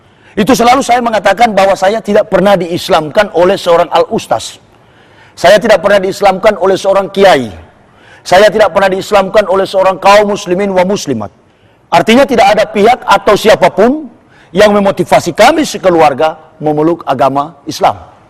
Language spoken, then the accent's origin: Indonesian; Sangihe, North Sulawesi, Indonesia; Di Sanger, tempat kelahiran saya, kampung halaman saya